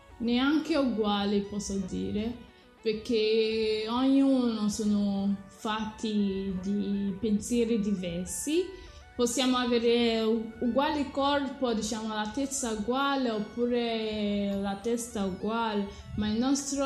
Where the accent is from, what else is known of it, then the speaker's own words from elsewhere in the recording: Nigeria; Italian is a second language; No, sono nata in Nigeria e i miei genitori sono nigeriani. Rispondo tranquillamente, dico vengo da Nigeria e sono una nigeriana.